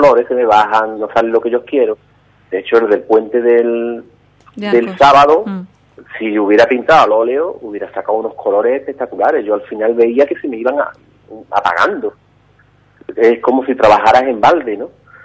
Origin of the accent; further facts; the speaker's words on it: Ubrique, Andalusia, Spain; me tienen en Ubrique. Yo que la verdad que estoy súper agradecido de tanto seguimiento que tiene mi pueblo conmigo.